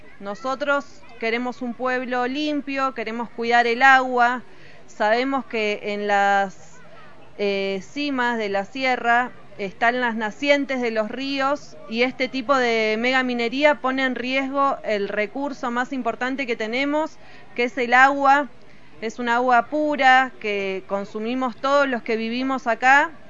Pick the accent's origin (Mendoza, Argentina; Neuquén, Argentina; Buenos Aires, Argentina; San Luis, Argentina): San Luis, Argentina; San Francisco del Monte de Oro; soy de acá de San Francisco del Monte de Oro.